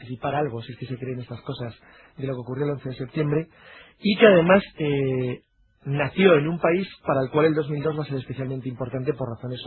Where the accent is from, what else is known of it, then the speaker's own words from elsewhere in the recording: Cantabria, Spain; Tengo un 25% de etano, como Jesús. Pero vamos, básicamente soy cántabro.